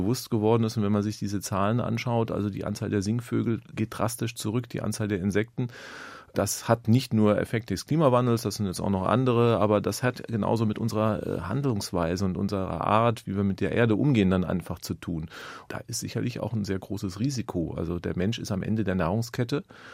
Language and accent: German; West Germany, Germany; now in Berlin, Germany; ich wohne ja in Ostberlin, also bin gebürtiger Wessi